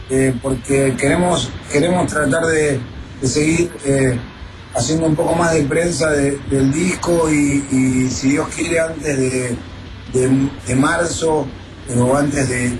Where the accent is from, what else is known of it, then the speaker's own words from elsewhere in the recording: Argentina; Flavio y yo somos argentinos, ¿no? Y vivimos en Argentina